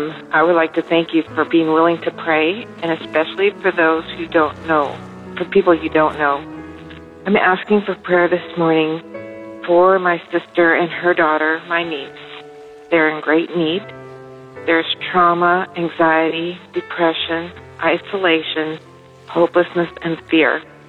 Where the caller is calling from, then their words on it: Canada; from Canada